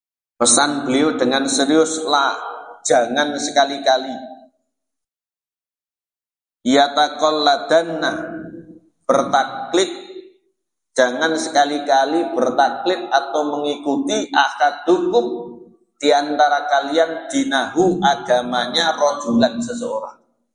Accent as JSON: {"language": "Indonesian", "region": "Java", "country": "Indonesia", "said": "apalagi kita orang Jawa, enak enggak enak ngene wong"}